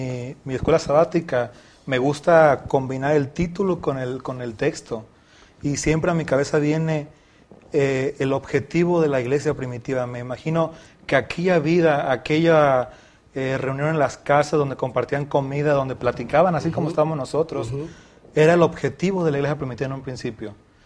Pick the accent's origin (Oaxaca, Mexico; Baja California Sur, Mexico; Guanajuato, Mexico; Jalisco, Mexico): Guanajuato, Mexico; soy de Guanajuato Capital